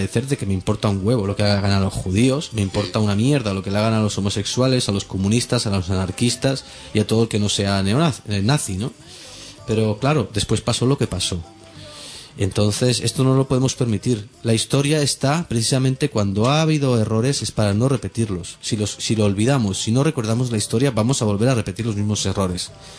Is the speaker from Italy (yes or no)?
no; Catalonia, Spain; porque la mayoría somos andaluces o de otro lado, ¿sabes? Bueno, catalán también, vale, soy catalán, sí, pero somos migrantes.